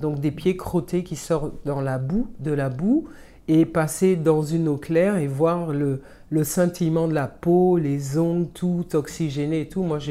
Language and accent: French; Martinique; on faisait ça avec du rhum, puisque c'est ma boisson locale, hein, je viens de la Martinique